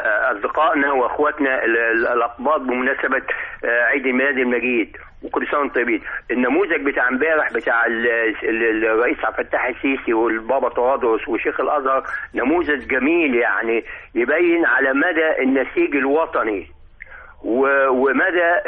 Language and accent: Arabic; Minya, Minya Governorate, Egypt; فانا من المنيا، ومنيا عندنا يعني اخوه مسيحيين في المنيا